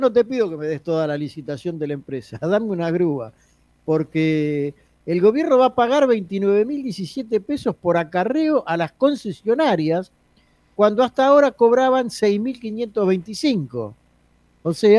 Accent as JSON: {"language": "Spanish", "region": "Buenos Aires", "country": "Argentina", "said": "todos los que somos de la Ciudad de Buenos Aires"}